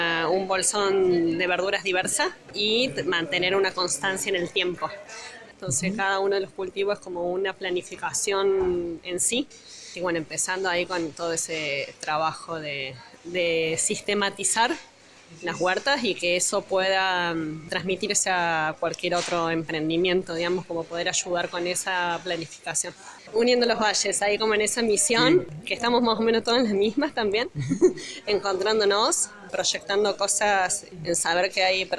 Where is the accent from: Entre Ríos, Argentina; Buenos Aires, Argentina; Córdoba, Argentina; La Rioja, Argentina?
Córdoba, Argentina; vengo de las Sierras Chicas, de Sal Si Puedes